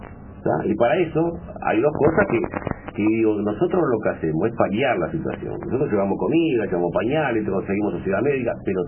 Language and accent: Spanish; Montevideo, Uruguay; born there; Yo nací en La Teja, no sé, la mano, estudié en el Liceo del Cerro